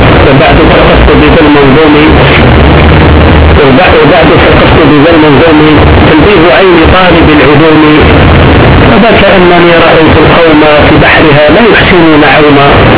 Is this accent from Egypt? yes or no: no; Algeria; انظروا إلى علماء بلادنا الجزائر كيف كانوا ينظرون